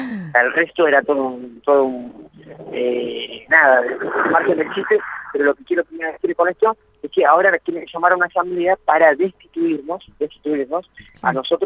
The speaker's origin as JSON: {"language": "Spanish", "country": "Argentina", "said": "Yo soy argentino, ¿no?"}